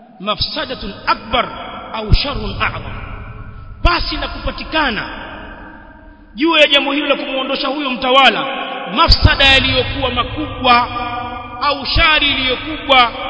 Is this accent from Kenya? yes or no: no; Tanzania; Haya tuliyazungumza kwa miaka mingi kule kwetu Tanzania